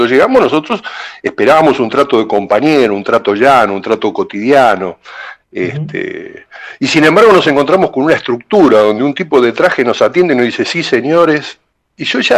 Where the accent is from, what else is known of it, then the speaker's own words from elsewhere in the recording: Lanús, Buenos Aires Province, Argentina; me crié en Lanús Este, ahí yo llegué en los años 60, más o menos, 1960